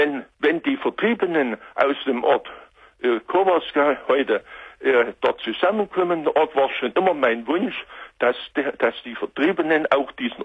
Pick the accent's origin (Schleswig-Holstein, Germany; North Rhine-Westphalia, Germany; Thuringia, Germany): Thuringia, Germany; Buchenwald; Ich komme aus Buchenwald, wollte ich noch sagen.